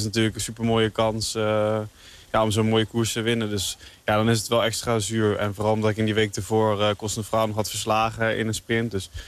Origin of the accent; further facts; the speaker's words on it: Netherlands; Het is natuurlijk een van de weinige Nederlandse grote wedstrijden. Dus ja, dan wil je daar als Nederlander wel goed rijden.